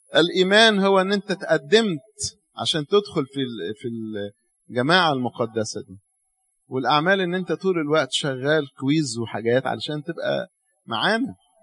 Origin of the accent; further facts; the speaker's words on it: Egypt; ليه الناس عندنا في مصر مش عارفة تفهم دي؟